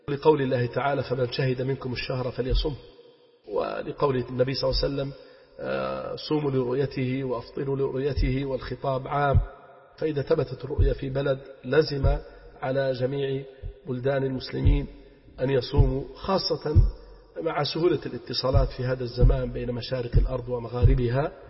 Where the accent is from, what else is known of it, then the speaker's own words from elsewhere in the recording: Libya; فننصح أهلنا في بلدنا ليبيا حرسها الله من كل سوء ومكروه